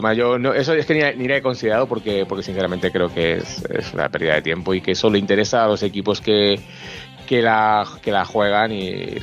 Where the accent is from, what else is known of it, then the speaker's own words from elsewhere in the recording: Spain; no es que no sea de España, yo soy español, evidentemente